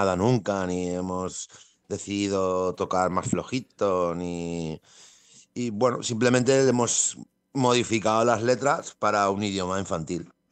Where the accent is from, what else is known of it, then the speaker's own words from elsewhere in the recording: Valencian Community, Spain; first language Valencian; somos de un pueblo de Valencia que somos valenciano parlantes de cuna. Entonces, estamos acostumbrados a hablarnos en valenciano